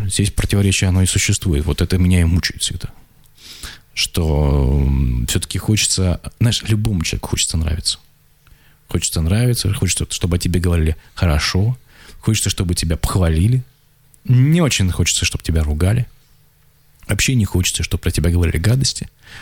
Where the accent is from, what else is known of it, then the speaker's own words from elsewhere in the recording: Achinsk, Krasnoyarsk Krai, Russia; у меня школу видно из окна дома, вот, где я родился, в Ачинске.